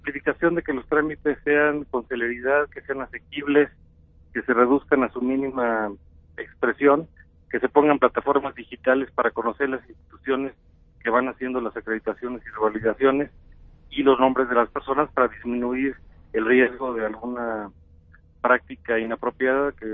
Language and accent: Spanish; Guanajuato, Mexico; Soy de Guanajuato.